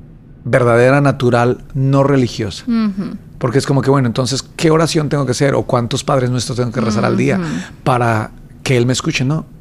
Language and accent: Spanish; Bogotá, Colombia; born there; 38 años, nací en Bogotá, Colombia, el 10 de septiembre.